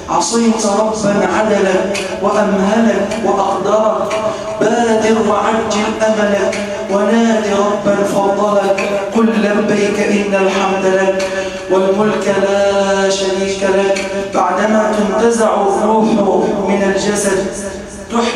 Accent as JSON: {"language": "Arabic", "country": "Egypt", "said": "اللهم اجعل بلدنا مصر صفاء رخاء"}